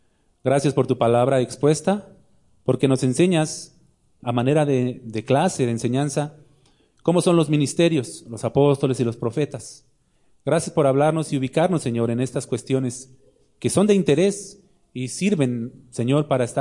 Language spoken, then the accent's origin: Spanish; Mexico City, Mexico; now in León, Mexico; Bueno, estamos en León, pero yo soy chilango, ustedes lo saben.